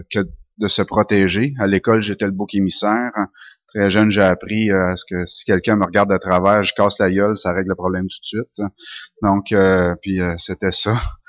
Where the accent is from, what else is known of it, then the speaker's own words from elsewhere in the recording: Sherbrooke, Quebec, Canada; also born or lived in Saint-Henri; Je suis né à Saint-Henri. J'ai pas grandi là, par contre, ma mère venait de Sherbrooke et ma famille aussi, donc on est déménagé à Sherbrooke tout de suite, très très jeune.